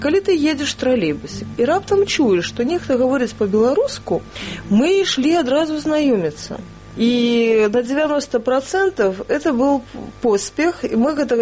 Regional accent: Minsk, Belarus; born there; Я нарадзілася ў Мінску, якраз у тых старых дамках на вуліцы Першамайская, прыгожых.

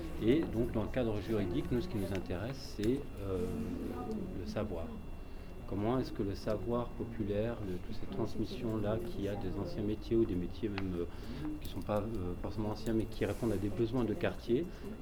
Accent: Grenoble, Auvergne-Rhône-Alpes, France; je viens de Grenoble

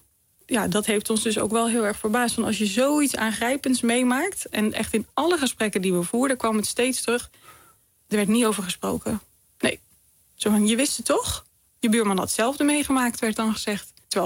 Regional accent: Zeeland, Netherlands; En ik kom zelf van Walcheren en daar heeft gewoon minder onder water gestaan.

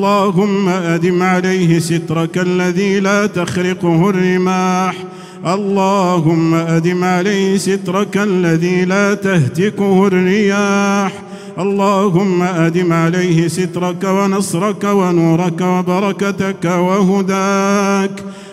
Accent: Morocco; اللهم إنا نسألك يا الله أن تحفظ بلدنا المغرب الحبيب من كل بلاء وفتنة

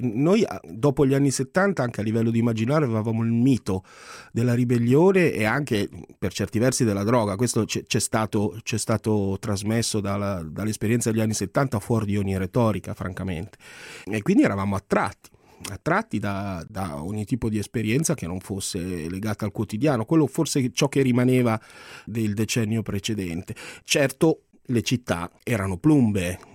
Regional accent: Milan, Lombardy, Italy; Io sono un ragazzo nato e cresciuto in Piazzale Lotto, quindi mi fa sempre effetto tornare qui perché poi non ci ho più abitato, sono più abitato in altre zone di Milano.

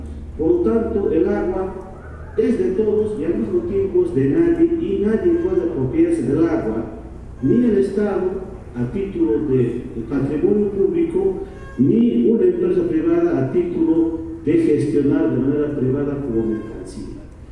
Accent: Bolivia; Para nosotros, como bolivianos, desde nuestra perspectiva indígena, aymara y quechua, nuestra perspectiva indígena

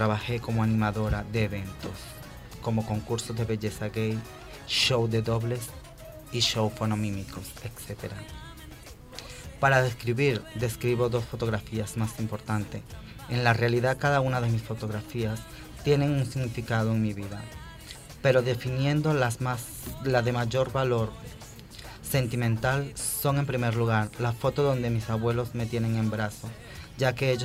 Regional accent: Boconoito, Portuguesa, Venezuela; está hecha en la casa de mi infancia hace 33 años, en Boconoito, estado portuguesa de mi país, Venezuela.

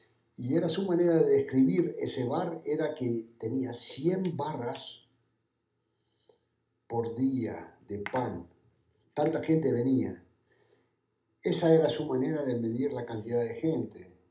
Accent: Calanda, Aragon, Spain; Esta mañana tuve que ir muy temprano desde mi pueblo, que estoy ahí en Aragón, en Calanda.

